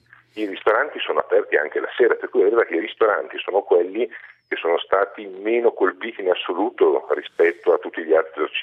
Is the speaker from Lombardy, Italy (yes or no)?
yes; Milan, Lombardy, Italy; io sono milanese, sono lombardo, le conosco anche bene